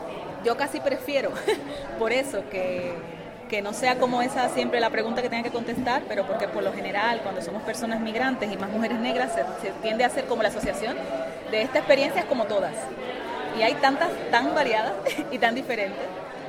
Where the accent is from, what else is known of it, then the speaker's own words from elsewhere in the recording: Dominican Republic; porque somos dominicanas y al fin y al cabo no hemos tenido que aprender el idioma.